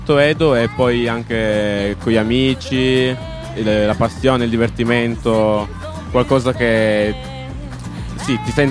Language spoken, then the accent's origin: Italian; Turin, Piedmont, Italy; sempre da Torino.